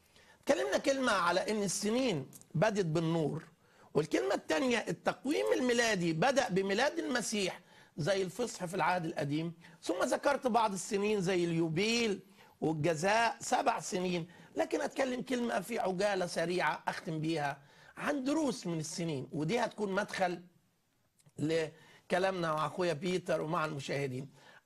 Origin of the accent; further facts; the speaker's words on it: Bethlehem, West Bank, Palestine; من بيت لحم